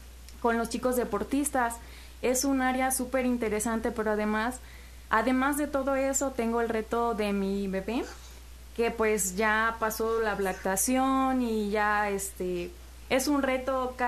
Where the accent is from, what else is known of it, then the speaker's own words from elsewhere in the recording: Actopan, Veracruz, Mexico; now in Xalapa, Mexico; yo soy originaria de Santa Rosa, municipio de Actopan, y tengo aquí en Jalapa ya como 12 años. Entonces yo creo que ya casi soy más jalapeña que de allá.